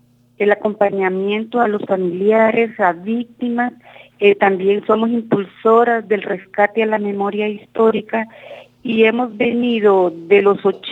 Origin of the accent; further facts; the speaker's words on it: Honduras; vengo de Honduras, soy defensora de derechos humanos.